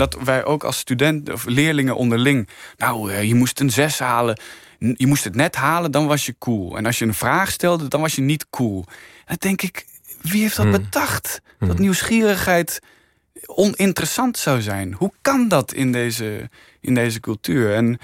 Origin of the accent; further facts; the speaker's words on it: Arnhem, Gelderland, Netherlands; Ik groeide op in Arnhem. Ik was in Arnhem. Opgegroeid in Arnhem. Opgevoed door twee fantastische ouders in een heel liefdevolle omgeving.